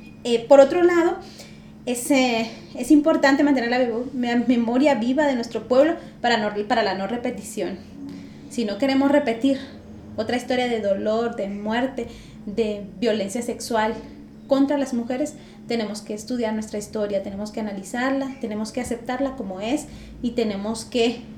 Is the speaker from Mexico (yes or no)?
no; Guatemala; Mientras como pueblo guatemalteco no revisemos lo que pasó en la historia de nuestro país